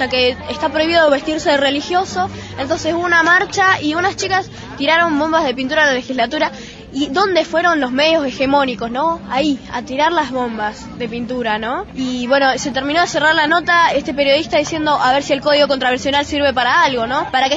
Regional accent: Mendoza, Argentina; de Mendoza, tengo 13 años

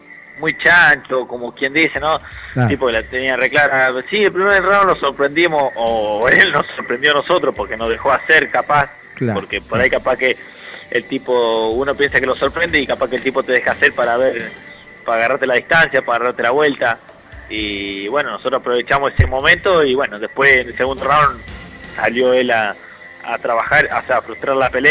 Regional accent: La Pampa, Argentina; ahora me vine para mi pueblo, siempre me vengo para acá cuando termino una pelea y toda la gente te saluda, te felicita.

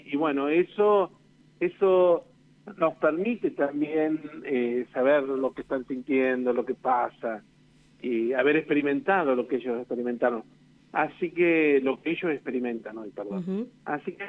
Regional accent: Uriburu, La Pampa, Argentina; así que nada, están en mi corazón y orgullosamente uriburense.

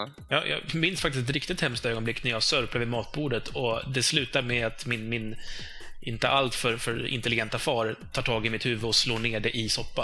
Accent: Uppsala, Uppsala County, Sweden; Jag säger ju mögel, jag är från Uppsala.

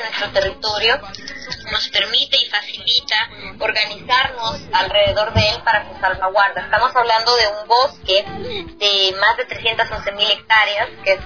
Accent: Totonicapán, Guatemala; soy una mujer de Totonicapán, Guatemala, maya quiché.

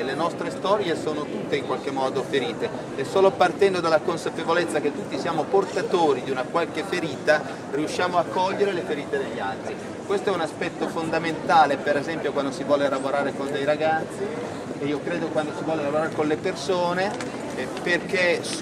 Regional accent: Como, Lombardy, Italy; io sono Comasco

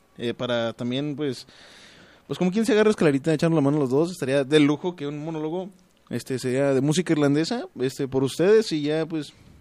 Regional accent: San Luis Potosí, Mexico; yo llego a Guadalajara, yo soy de San Luis Potosí. Yo llego a Guadalajara y me asombra porque no conocen esto.

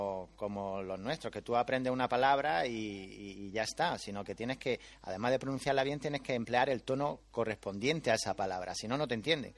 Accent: Granada, Andalusia, Spain; now in China; Sí, yo soy de Granada.

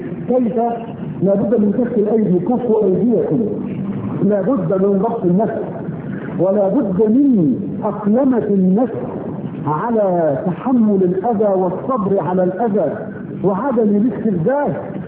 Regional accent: Egypt; في بلدنا مصر مثلا هانت بلدنا على الله

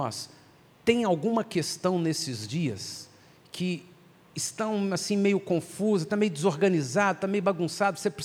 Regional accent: Brazil; se a gente estudar um pouquinho da nossa cultura como brasileiros, não só em função de como fomos colonizados, mas em função de como temos sido governados

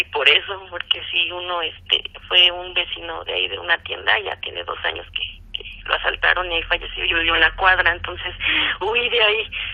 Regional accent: Toluca, State of Mexico, Mexico; Sí, mira, yo soy de Toluca.

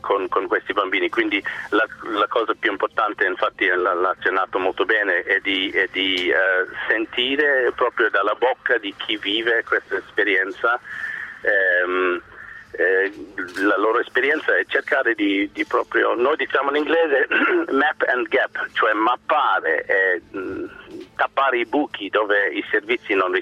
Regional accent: Ireland; Italian is a second language; sono irlandese, di cittadinanza

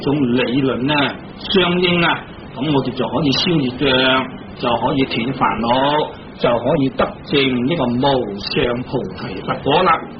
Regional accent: China; 好似我哋中国人读古文，咁啊读四书、读五经啊

